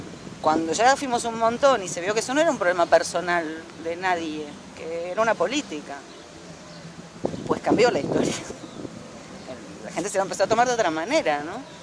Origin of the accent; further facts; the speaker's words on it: Spain; now in Argentina; nosotros venimos de España, donde la cosa se fue al carajo y nadie compraba nada